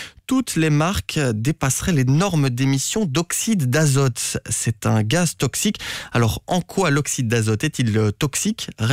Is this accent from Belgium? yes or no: yes; Belgium; Cela concerne plus d'un million de véhicules chez nous en Belgique.